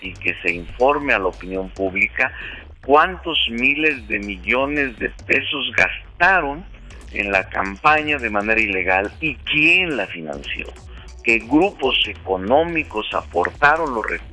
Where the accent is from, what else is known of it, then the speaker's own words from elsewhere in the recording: Mexico; nosotros como mexicanos, ya no solo como miembros del movimiento progresista, sino como mexicanos